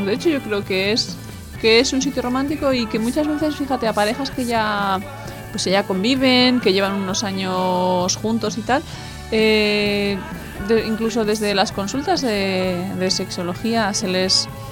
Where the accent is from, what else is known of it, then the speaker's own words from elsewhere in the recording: Navarre, Spain; yo vengo de Navarra